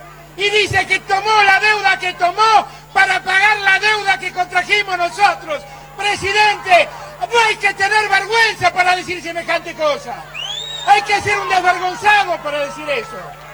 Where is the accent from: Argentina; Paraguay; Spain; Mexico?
Argentina; Somos la Argentina, somos un país enorme que ha soportado dictaduras y ha vuelto